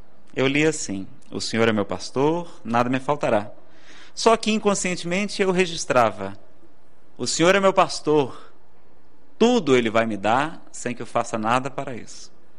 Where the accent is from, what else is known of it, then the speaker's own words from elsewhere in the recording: Ceará, Brazil; Eu que sou do Ceará, então, vai ser difícil ficar bonito, não é?